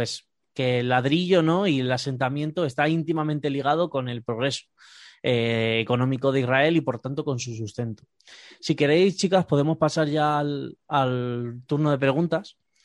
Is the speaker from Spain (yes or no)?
yes; Spain; como españoles, personas del Estado español, bien sabemos que eso da dinero